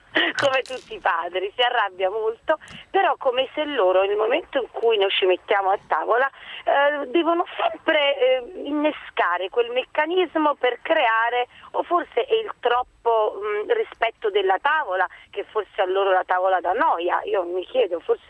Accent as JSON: {"language": "Italian", "town": "Naples", "region": "Campania", "country": "Italy", "said": "E da buona napoletana, grande rispetto della tavola"}